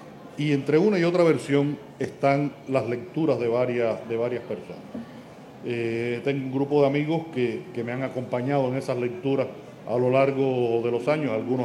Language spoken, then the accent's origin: Spanish; Cuba; como escritor cubano que recibí esa historia y que la transmito a los lectores